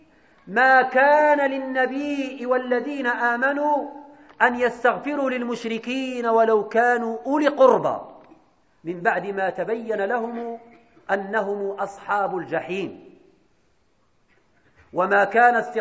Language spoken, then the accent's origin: Arabic; Morocco; أن يجنب بلدنا المغرب ملكا وشعبا